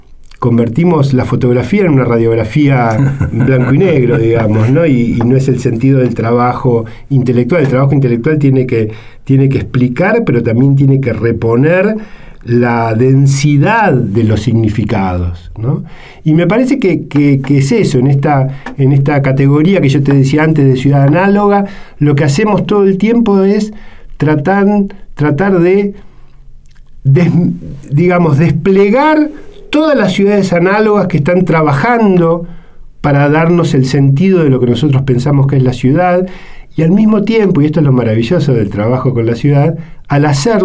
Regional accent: Buenos Aires, Argentina; ¿Qué es Buenos Aires para nosotros que somos de Buenos Aires?

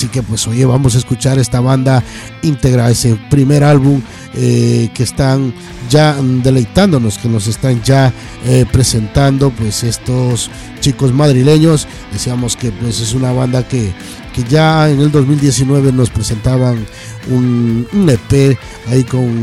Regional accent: Guayaquil, Guayas, Ecuador; nos vamos hasta Guayaquil. Oye, qué grande mi tierra. Cómo no, pues tenemos también metal latinoamericano, metal patrio, como es mi patria querida, amarillo, azul y rojo.

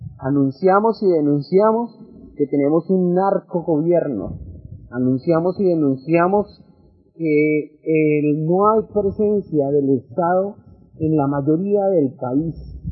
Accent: Colombia; nosotros esperamos y soñamos como colombianos

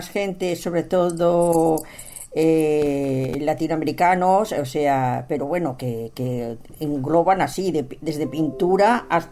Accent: Barcelona, Catalonia, Spain; born there; now in Madrid, Spain; yo no soy nacida en Madrid, he nacido en Barcelona y viví mucho tiempo aquí

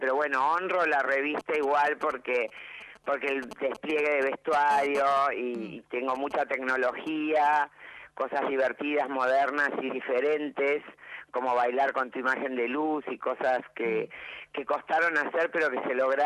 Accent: Buenos Aires, Argentina; also born or lived in Vienna, Austria; Sé que caí a los 3 años cuando volví de Europa, nací en Viena, y el primer lugar que pisé fue el Teatro Maipo.

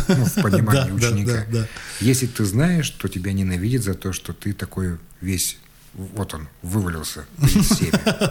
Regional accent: Siberia, Russia; особенно мы, сибиряки, практически не проявляем на лице.

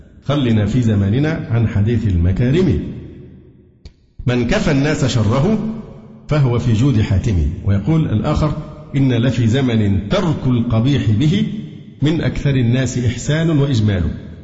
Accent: Alexandria, Alexandria Governorate, Egypt; أنا اسكندراني وفي الدعوة السلفية من حوالي 35 سنة

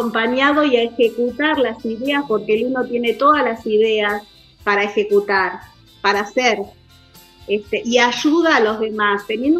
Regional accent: Argentina; Somos así, los argentinos somos de dar

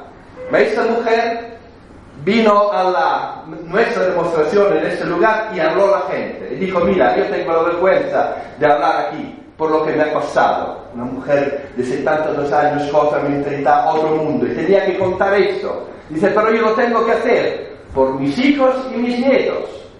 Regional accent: Rome, Lazio, Italy; Esto no lo digo porque soy de Roma

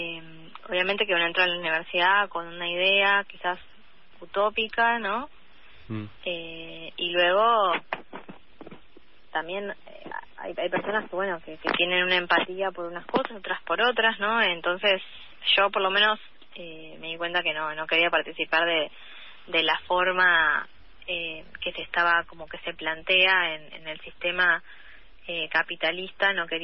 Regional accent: La Salada, Buenos Aires, Argentina; born there; yo nací en La Salada

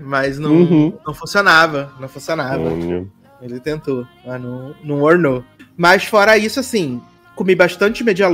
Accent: Brazil; Você, de onde você é? Eu sou do Brasil.

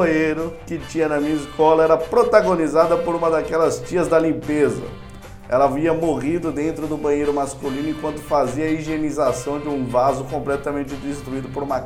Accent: São Paulo, Brazil; foi encontrado no bairro onde eu cresci, a Pedra Branca, em São Paulo.

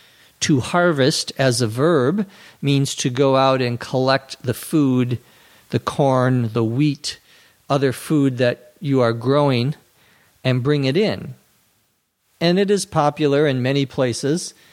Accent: Minnesota, United States; I grew up in Minnesota where there are lots of squirrels.

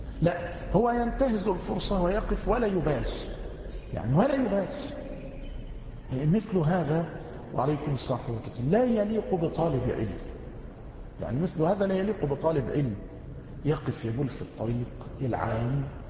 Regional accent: Egypt; نحن نجد بعض الناس خاصة عندنا في مصر أصحاب البنطلونات

